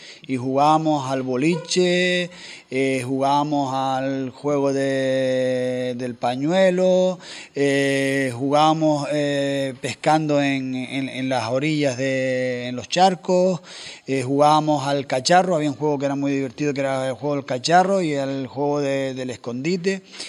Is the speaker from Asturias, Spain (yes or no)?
no; Puerto del Carmen, Canary Islands, Spain; also born or lived in Arrecife; Arrecife, como nacemos prácticamente todos hoy en día, que nacemos en Arrecife, pero yo me crié en La Tiñosa, que es el pueblito pequeño en Puerto del Carmen.